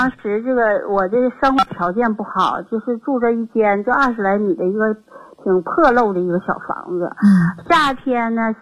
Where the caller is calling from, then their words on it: Harbin, Heilongjiang, China; 我是哈尔滨的听众，